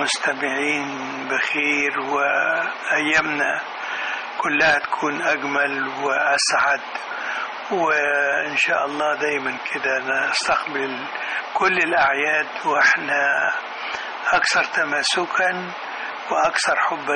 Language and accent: Arabic; Beheira, Egypt; born or raised there; also born or lived in Kafr El Sheikh, Egypt